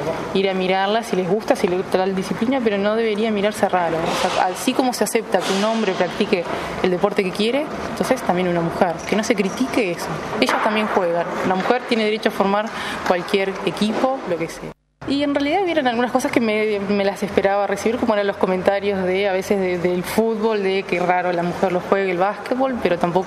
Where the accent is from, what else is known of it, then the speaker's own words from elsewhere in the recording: Salto, Uruguay; Entonces tuve la oportunidad de ir a Salto, porque soy de Salto